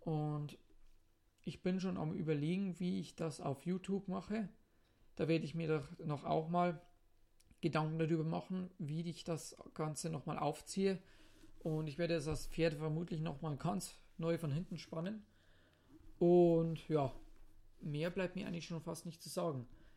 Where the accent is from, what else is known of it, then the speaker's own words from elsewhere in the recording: Zwiesel, Bavaria, Germany; accent: Bavarian; Wie man natürlich weiß, spreche ich Bayerisch, denn ich komme ja aus Zwiesel. Und es ist für mich auch manchmal ein bisschen schwer, in Hochdeutsch zu reden.